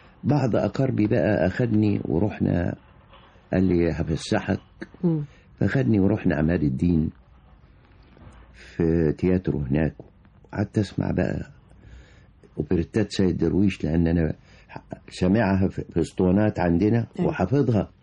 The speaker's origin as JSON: {"language": "Arabic", "town": "Abu Qurqas", "region": "Minya Governorate", "country": "Egypt", "tie": "born or raised there", "said": "وحفظت القرآن في أبو قرقاص مديرية محافظة المنيا."}